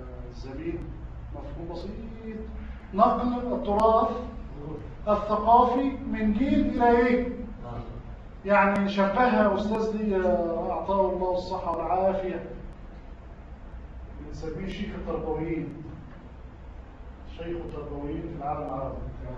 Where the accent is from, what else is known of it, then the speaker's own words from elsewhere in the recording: Egypt; احنا في عندنا في مصر لو تسمعوا عن تربية عين شمس